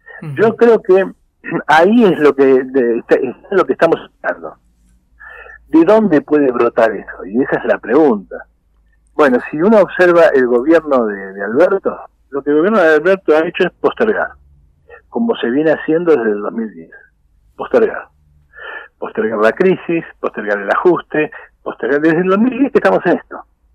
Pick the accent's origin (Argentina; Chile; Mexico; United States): Argentina; Yo creo que tampoco para desesperarse como argentinos